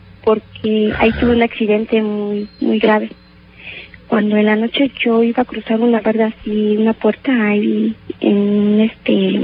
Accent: Guerrero, Mexico; now in Mexico City, Mexico; Porque después de aquí de México me llevaron otra vez a Guerrero. Yo soy del estado de Guerrero.

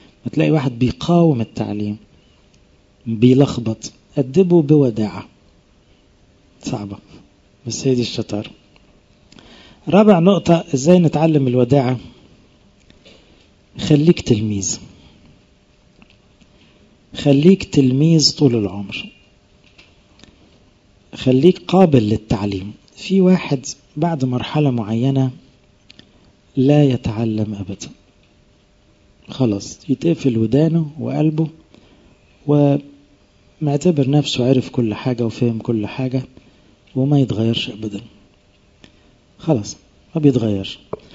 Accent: Egypt; احنا اغلبنا كمصريين فينا الطبع ده

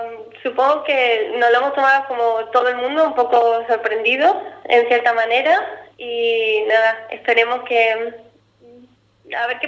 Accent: Andalusia, Spain; now in Germany; soy de Cádiz, y hay gente que conoce Cádiz y gente que no. Después digo, bueno, es una provincia al lado de Málaga

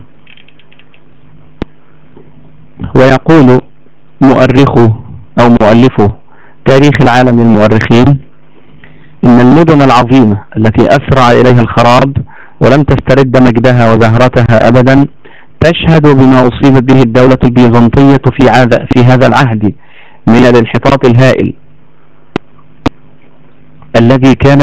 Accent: Egypt; علشان كده لو تفتكروا كويس قوي عندنا في مصر هنا بعد موضوع الثورة حصل الآتي

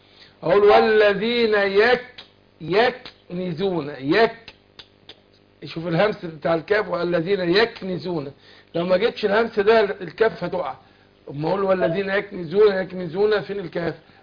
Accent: Egypt; عارف في بعض حد من بعض المحافظات عندنا في مصر

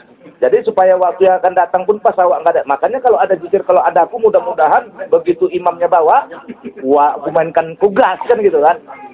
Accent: Kuala Tanjung, North Sumatra, Indonesia; Ada lagi di kampung kami di Kuala Tanjung, tak perlu sholat lima waktu, katanya dalilnya.

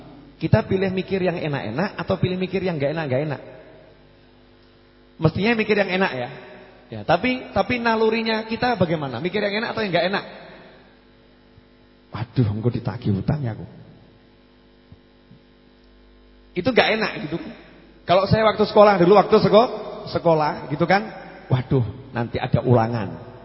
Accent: Surakarta, Central Java, Indonesia; accent: Solo; Saya ini orang Solo ya, lidahnya ya lidah Solo. Kalau ngomong Inggris ya salah-salah.

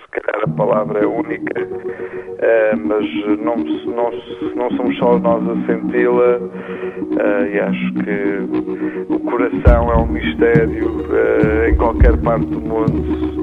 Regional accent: Portugal; also born or lived in Iran; Passei aqui a maior parte da minha vida. Eu vim para Portugal muito pequeno, nasci no Irão, os meus pais são iranianos, mas, quer dizer, a minha identidade foi construída aqui

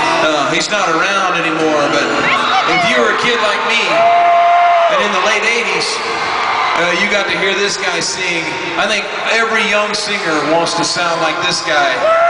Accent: Oklahoma, United States; So you can take that and imagine with a bass growing up in Oklahoma

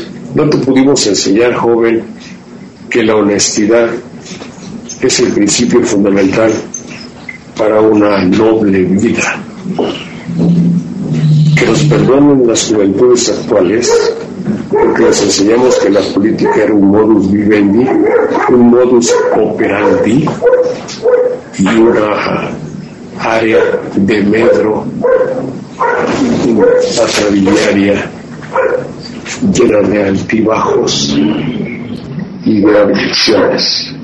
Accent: Mexico; Ahora los mexicanos somos un mexicano es enemigo de otro.

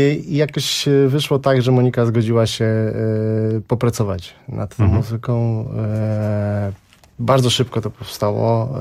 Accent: Gdańsk, Pomeranian Voivodeship, Poland; Jesteśmy z Gdańska, gramy z sobą parę lat w różnych składach.

